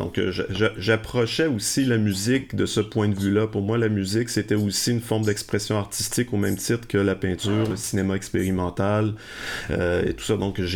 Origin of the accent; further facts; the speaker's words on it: Lévis, Quebec, Canada; Mais j'ai grandi à Lévis, et l'un des endroits où j'aimais me rendre déjà à 14-15 ans